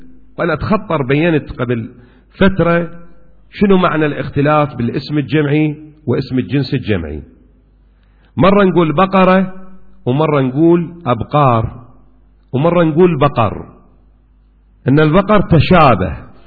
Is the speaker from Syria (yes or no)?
no; Kuwait; وإلى الآن أكو عرف موجود عندنا في الكويت